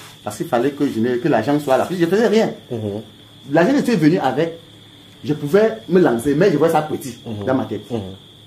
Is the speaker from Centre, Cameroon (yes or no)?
no; Douala, Littoral, Cameroon; born there; Je suis né à Douala, mais je ne maîtrise même pas beaucoup de Douala.